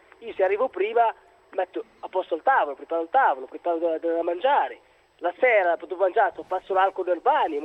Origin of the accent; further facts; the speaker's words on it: Morocco; now in Italy; Sono dal Marocco, però.